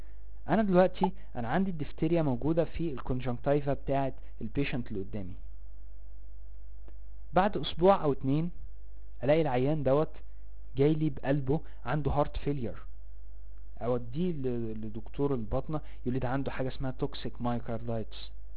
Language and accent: Arabic; Egypt; عندنا في مصر هنا التطعيم الثلاثي العيل لازم ياخده